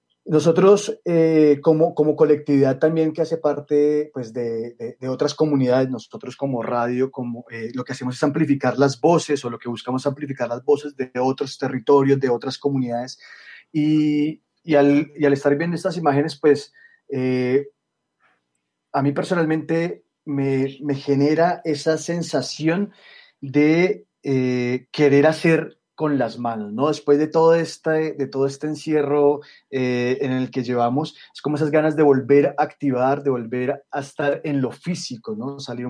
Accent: Colombia; now in Chile; yo soy colombiano, actualmente estoy en Chile

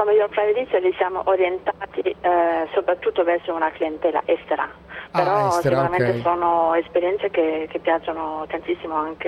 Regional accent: Denmark; Italian is a second language; Io sono della Danimarca.

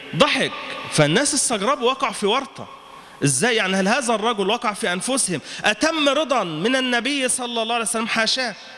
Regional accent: Egypt; المتنبي كان عندنا في مصر

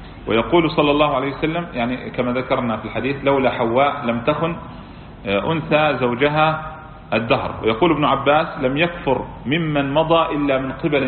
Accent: Kuwait; يعني مثلا عندنا في الكويت طريقة الناس هكذا

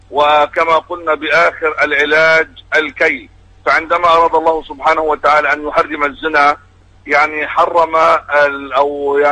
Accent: Gaza, Gaza Strip, Palestine; لكن الحال عندنا في غزة أمر يختلف تماما، الحصار والعدو.

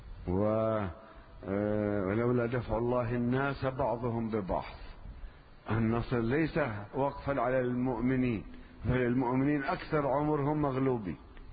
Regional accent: Lebanon; كأن عندنا في لبنان لا يوجد خصوصا من طلبة العلم

